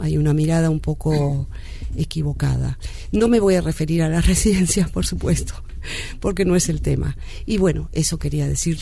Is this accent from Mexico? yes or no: no; Argentina; soy locutora nacional argentina.